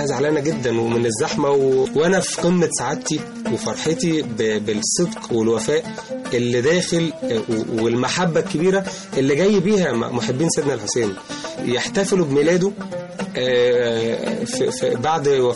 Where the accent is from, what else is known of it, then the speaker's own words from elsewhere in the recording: Egypt; لازم نكون نستاهل ان احنا مصريين.